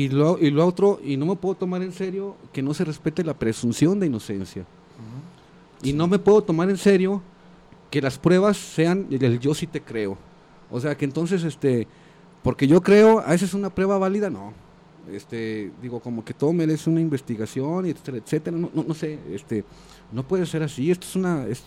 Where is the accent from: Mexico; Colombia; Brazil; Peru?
Mexico; Y los pues, dinosaurios somos muchos mexicanos, pues, también.